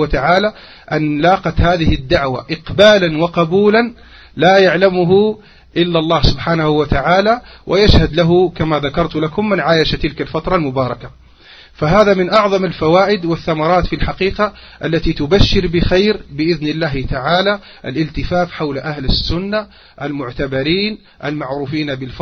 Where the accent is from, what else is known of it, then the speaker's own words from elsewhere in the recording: Algeria; عندنا في الجزائر